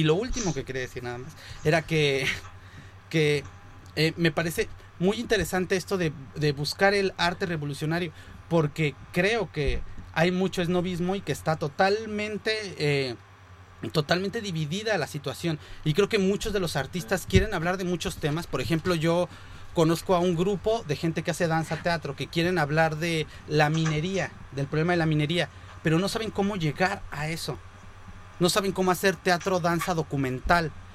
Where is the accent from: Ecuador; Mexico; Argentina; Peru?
Mexico; now in Spain; como mexicano que hace arte en España